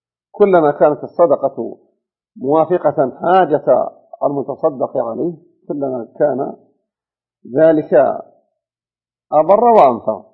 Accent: Najd, Saudi Arabia; فإنه عندنا في نجد يختار له ليلة الجمعة من رمضان

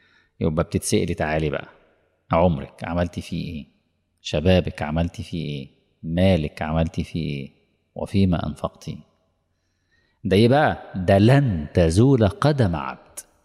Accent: Egypt; طبعا مش اقصد مصر يعني كمصري

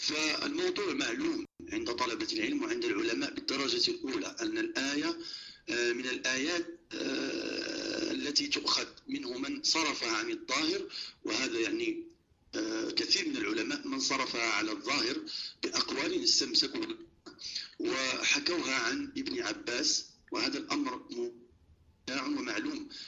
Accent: Morocco; عندنا في المغرب

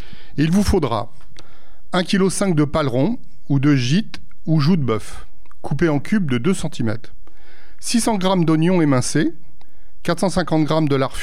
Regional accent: Mechelen, Flanders, Belgium; je viens de Malines.

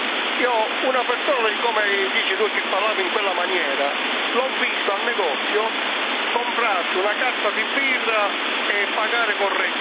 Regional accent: Palermo, Sicily, Italy; Io sono nella città di Palermo, ripeto, sono di Palermo in Sicilia, cambio.

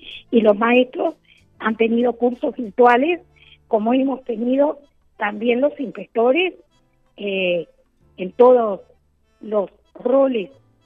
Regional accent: Rocha, Uruguay; porque yo soy de Rocha y hice toda mi carrera en Rocha

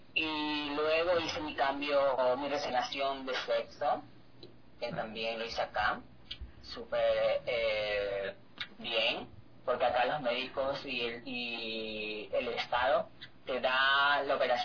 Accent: Ecuador; born there; moved away; papeles ecuatorianos todavía, y para poder hacer mis cambios de nombre acá en Europa, porque como no nací aquí en Europa, necesitaba primero hacer los cambios en Ecuador.

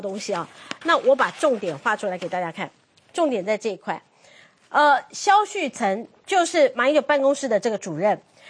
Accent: Taiwan; 希望能够鼓舞我们台湾人，希望能够提醒我们台湾人

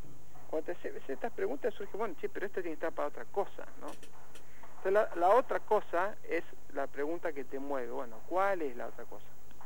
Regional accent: Los Hornos, Buenos Aires Province, Argentina; cuando era chico, bueno, yo vivía en Los Hornos y vivíamos en una ciudad donde uno podía, viste, primero no había reja en las casas

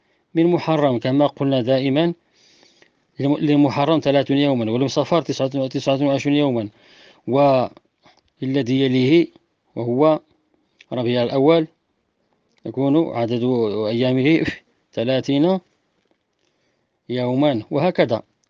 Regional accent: Morocco; وبخلاف ما عندنا بالمغرب

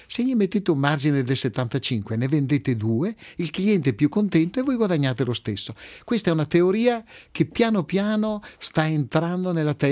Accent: Veneto, Italy; Nei vini, essendo veneto, il mio vino di punta è l'Amarone

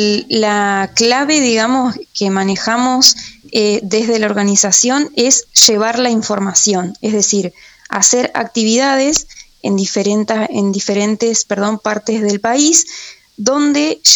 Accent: Paraná, Entre Ríos, Argentina; born there; yo soy nacida en Paraná, Entre Ríos

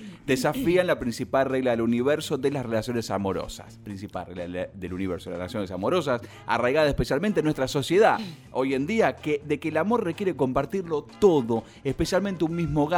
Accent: La Plata, Buenos Aires Province, Argentina; Bueno, chicos, ya es la Argentina. Que yo soy platense.

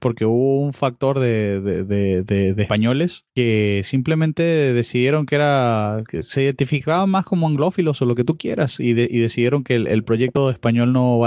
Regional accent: Venezuela; also born or lived in United States; now in Peru; yo como extranjero noté inmediatamente de Perú. Yo vengo originalmente de Venezuela, que nominalmente es un país católico. Y luego de Venezuela viví en Estados Unidos y de Estados Unidos me mudé para acá.

